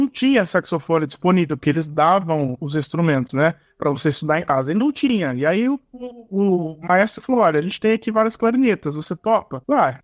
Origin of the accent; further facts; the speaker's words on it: São Paulo, Brazil; now in Paraná, Brazil; que eu sou de São Paulo, mas aqui no Paraná não é tão comum